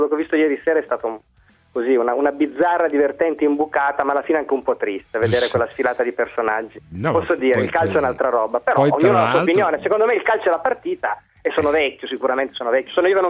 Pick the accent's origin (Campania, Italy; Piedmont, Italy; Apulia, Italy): Piedmont, Italy; Turin; Ma io sono un torinese rosicone